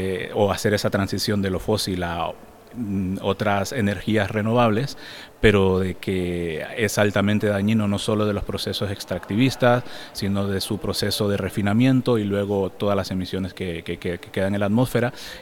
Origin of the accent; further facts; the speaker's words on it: Tela, Atlántida, Honduras; born there; also born or lived in San Pedro Sula; Yo nací en la costa norte de Honduras, yo nací a la orilla del mar prácticamente porque nací en Tela, que era uno de los primeros puertos de Honduras, y luego me mudé a una de las grandes ciudades, San Pedro Sula